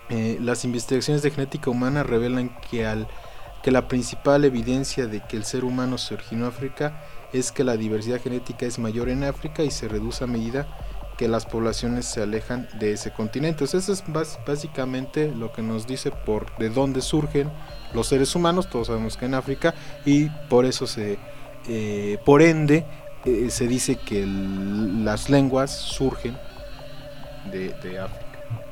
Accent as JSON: {"language": "Spanish", "region": "Puebla", "country": "Mexico", "said": "incluso a nivel nacional y por regiones tenemos diferentes acentos. O sea, si ahorita nos vamos a Tlaxcala o a Veracruz, luego se dan cuenta de que somos poblanos, ¿no? O de tal zona."}